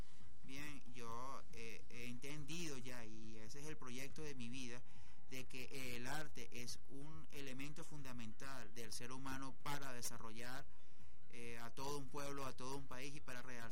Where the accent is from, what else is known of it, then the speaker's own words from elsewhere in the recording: Suriname; yo soy un cimarrón de Surinam, y bueno, hay que recordar que en los 80s hubo una guerra civil que azotó sobre todo a mi región y a mi pueblo